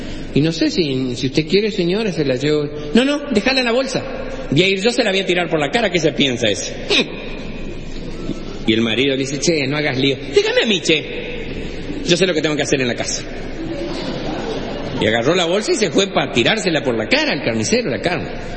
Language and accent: Spanish; Chaco, Argentina; Yo no sé si alguna vez les dije que soy del Chaco. Sí, ¿no? Más o menos.